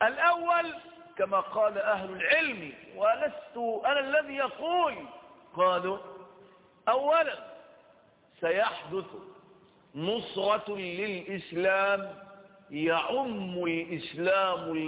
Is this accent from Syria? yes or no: no; Egypt; وأيضا عندنا في مصر لما قامت هذه الحملات